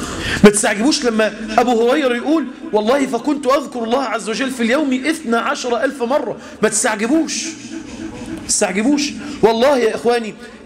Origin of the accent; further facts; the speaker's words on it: Egypt; يعني احنا عندنا في مصر 50-60 سنة